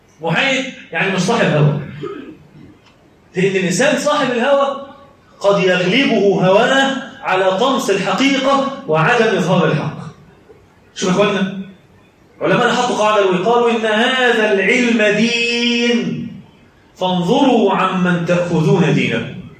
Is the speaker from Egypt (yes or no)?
yes; Egypt; اما المعجنه اللي احنا بنعملها كمصريين مش موجوده في الدين خالص